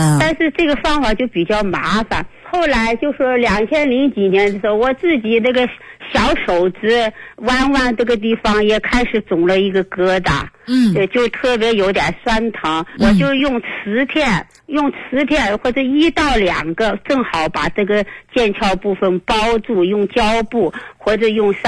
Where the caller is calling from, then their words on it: Xi'an, Shaanxi, China; 我是西安的